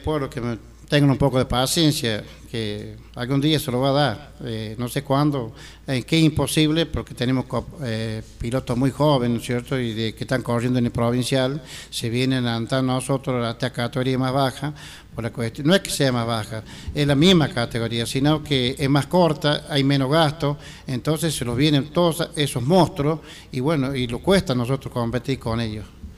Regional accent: Quilino, Córdoba, Argentina; born there; hasta mañana a todo mi pueblo querido, que soy nacido acá en este pueblo

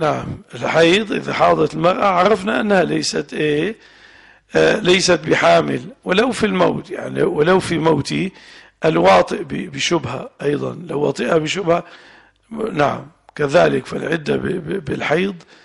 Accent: Levant, Syria; المرأة الحرة اللي احنا عندنا في الشام

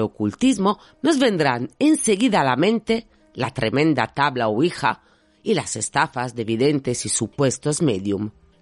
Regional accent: Sardinia, Italy; now in Madrid, Spain; Soy una chica de Cerdeña afincada en Madrid, apasionada por la criminología y por la mente humana.

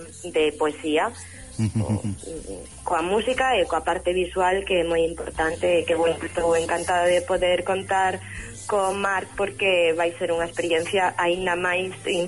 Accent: Vigo, Galicia, Spain; also born or lived in Barcelona; eu son de Vigo, natural de Vigo, pero bueno, a miña vida foi por varios derroteiros. De feito, vivín en Barcelona.

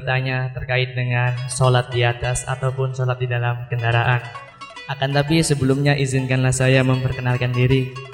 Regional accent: Malang Semirang, West Java, Indonesia; Saya dari Desa Malang Semirang, Kecamatan Jatibarang, Kabupaten Indramayu. Dan saya masih umur 18 tahun.

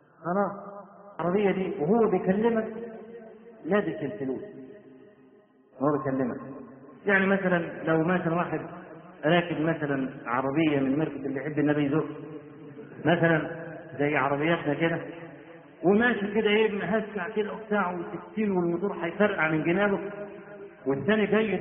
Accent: Egypt; واحنا عندنا في مصر بدعة قبيحة

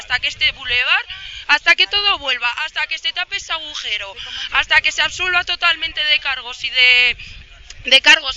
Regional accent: Burgos, Castile and León, Spain; al final somos todos vecinos de Gamonal, de toda la vida.

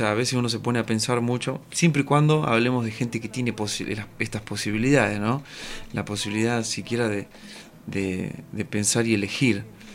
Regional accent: Pellegrini, Buenos Aires Province, Argentina; born there; Tengo 38 años, nací en Pellegrini, provincia de Buenos Aires.

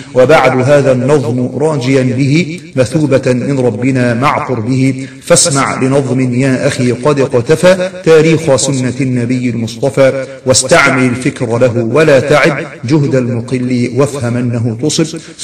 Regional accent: Egypt; وقلت له أدعو لنا، فأنا من مصر ونحو ذلك

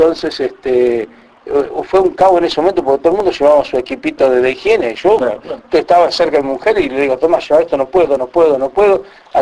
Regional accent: Buenos Aires Province, Argentina; yo soy de la provincia de Buenos Aires, le digo, 250 kilómetros de Capital.

